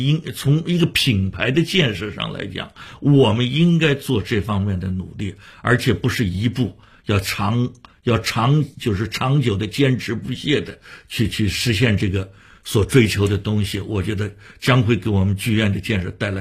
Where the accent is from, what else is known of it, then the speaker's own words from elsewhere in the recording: Shanghai, China; 回过头来我发现北京人也做过我们上海人的戏啊